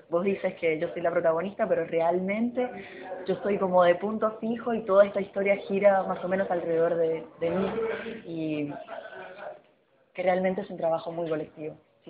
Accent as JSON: {"language": "Spanish", "country": "Puerto Rico", "lives_now": "Argentina", "said": "Yo soy de Puerto Rico y en el colectivo hay gente de distintas partes."}